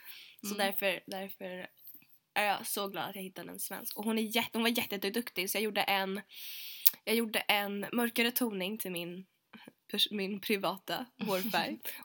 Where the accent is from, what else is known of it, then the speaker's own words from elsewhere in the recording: Sweden; now in United Kingdom; Och så fick jag rabatt. Alla som är svenskar får rabatt av henne.